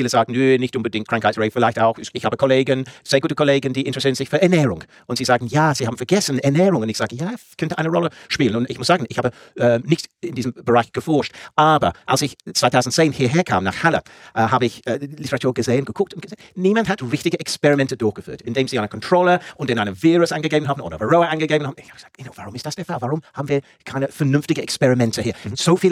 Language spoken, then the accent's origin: German; England, United Kingdom; German is a second language; Und ich komme aus England.